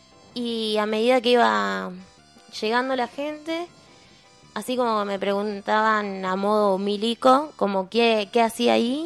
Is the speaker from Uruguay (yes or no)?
no; Chacabuco, Buenos Aires Province, Argentina; De Chacabuco.